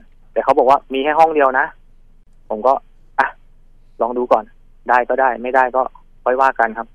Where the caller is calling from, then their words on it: Bangkok, Thailand; ตอนนี้ผมอยู่แถวๆรามินทาครับ